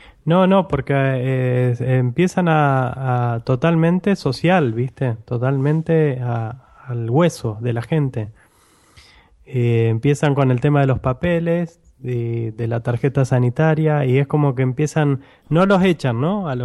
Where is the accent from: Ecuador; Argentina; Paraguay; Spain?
Argentina; moved away; yo porque soy argentino y acostumbrado a las marchas argentinas